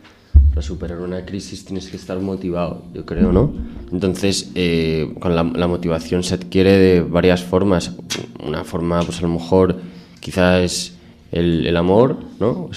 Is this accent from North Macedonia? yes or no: no; Spain; cómo somos también los españoles, ¿no?